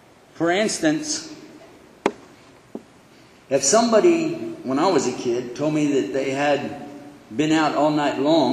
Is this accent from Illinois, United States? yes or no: no; Texas, United States; All right. I'm from Texas, you figured that out already, yeah?